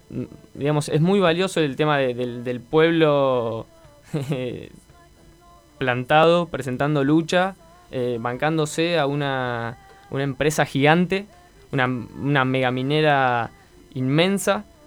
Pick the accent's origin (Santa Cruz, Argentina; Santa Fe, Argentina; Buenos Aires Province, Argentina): Buenos Aires Province, Argentina; Mar del Plata; yo soy de Mar del Plata y digo, no me imagino la ciudad movilizada